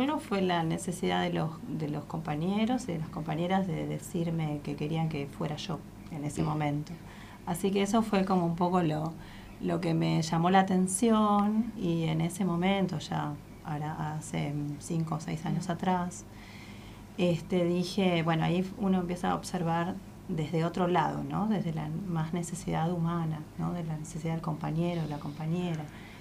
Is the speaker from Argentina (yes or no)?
yes; Buenos Aires, Argentina; Yo soy de Buenos Aires, trabajé en Casa Central, estuve allá 9 años y el resto acá en La Pampa.